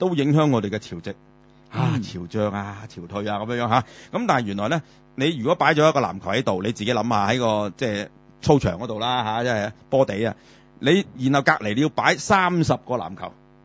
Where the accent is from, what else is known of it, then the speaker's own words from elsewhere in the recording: Guangdong, China; 我係廣東人